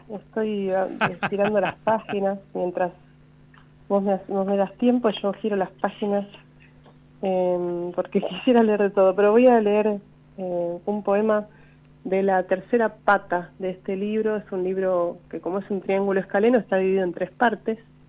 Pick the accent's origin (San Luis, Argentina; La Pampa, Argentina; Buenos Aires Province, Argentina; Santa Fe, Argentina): La Pampa, Argentina; Quemú Quemú; Bueno, soy yo de Quemuquemú, ¿viste?